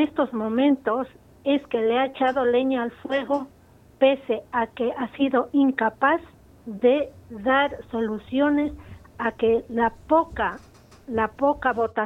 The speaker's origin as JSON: {"language": "Spanish", "country": "Ecuador", "said": "como ciudadanos ecuatorianos"}